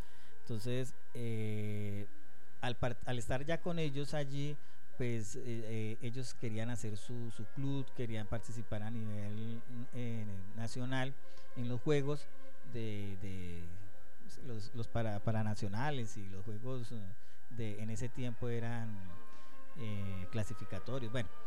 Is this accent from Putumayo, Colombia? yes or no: no; Villavicencio, Meta, Colombia; somos tres deportistas de Villavicencio que estamos en bolos en el proceso